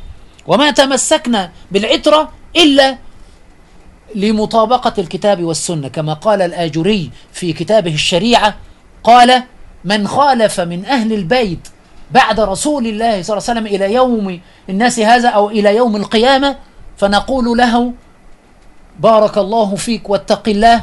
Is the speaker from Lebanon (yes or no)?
no; Aswan, Aswan Governorate, Egypt; من عندنا أنا من أسوان